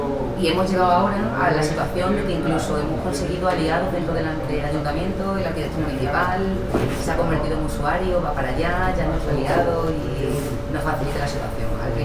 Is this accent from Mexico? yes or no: no; Extremadura, Spain; Del PP, yo venimos de un pueblo de Extremadura, un PP bastante rancio, como podéis imaginar, un pueblo pequeño.